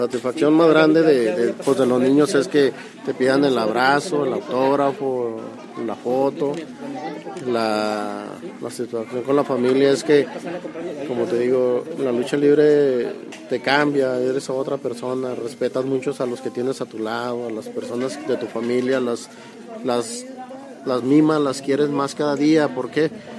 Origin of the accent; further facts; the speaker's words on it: Durango, Mexico; Durango, Durango.